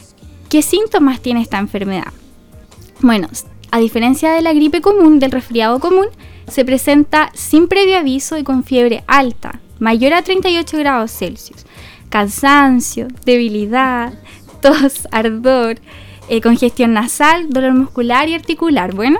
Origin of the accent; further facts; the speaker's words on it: Villarrica, Araucanía, Chile; now in Concepción, Chile; yo soy de Villarrica, pero ahora estoy haciendo mi práctica acá en Concepción. Estudié en Concepción y ahora ya está en mi último año.